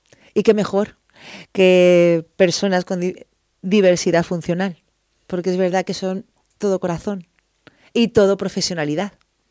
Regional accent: Community of Madrid, Spain; además soy madrileña

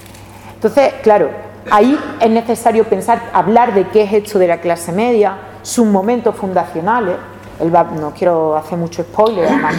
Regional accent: Seville, Andalusia, Spain; Yo es que soy de Triana, y bueno, pues a una parte importante de mi familia la expulsaron de Triana

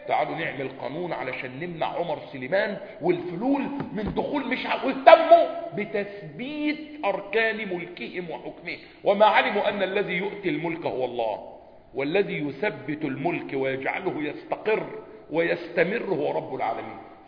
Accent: Egypt; مطبقه عندنا في مصر

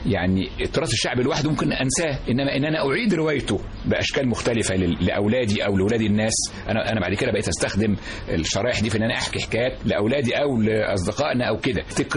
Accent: Cairo, Cairo Governorate, Egypt; born there; وطبعا جدي وجدتي الوالدتي الحقيقة كانوا في قرية جزيرة شارونة في المنيا في مغاغة. أنا اتولدت في القاهرة إنما كنت بروح أزورهم كل صيف شهر شهرين ثلاث شهور

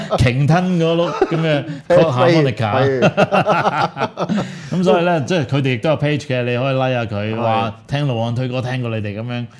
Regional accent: Hong Kong; 即係原來我哋香港人，你頭先先話香港人都冇呢啲咁嘅好 amazing 嘅朋友

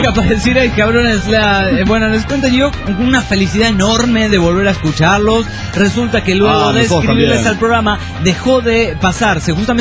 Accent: Uruguay; Yo como uruguayo, yo con la sangre charrúa que corre en mis venas, no querría entrar a un Mundial de Fútbol de esta manera.

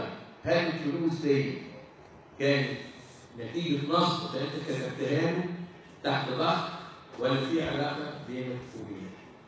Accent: Egypt; انت عارفين احنا كمصريين

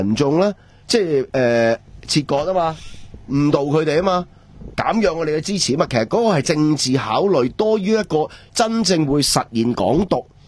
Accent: Hong Kong

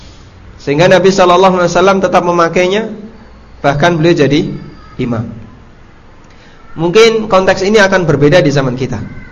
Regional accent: Paciran, East Java, Indonesia; Jadi di kampung saya dulu, tapi dulu ya, di Paciran, Lamongan, makan di warung itu menjatuhkan muru'ah.

